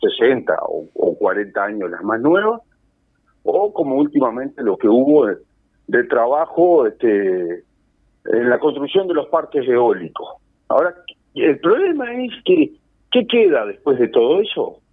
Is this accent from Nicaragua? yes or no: no; Paso de los Toros, Tacuarembó, Uruguay; also born or lived in Montevideo; Bueno, yo vivo cerca, ¿no? Muy cerca. Sí. Soy de acá, soy nacido en Montevideo, pero me crié en este pueblo toda la vida. Después, bueno, anduve por ahí, por esos lares, con el tema estudios y eso, pero vivo acá, muy cerca de Paso de los Toros.